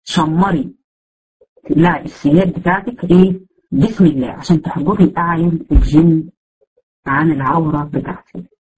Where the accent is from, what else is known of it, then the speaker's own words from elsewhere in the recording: Egypt; احنا حتى عندنا في مصر بيعتقدوا الكلام ده